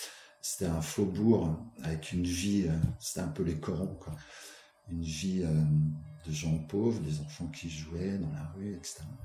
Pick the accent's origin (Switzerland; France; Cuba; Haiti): France; Nancy, Grand Est; born there; Alors moi, je ne suis pas né dans les Vosges, je suis né à Nancy.